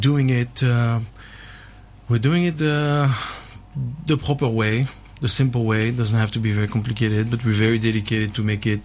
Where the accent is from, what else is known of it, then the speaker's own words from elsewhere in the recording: Belgium; Originally, I'm from Belgium.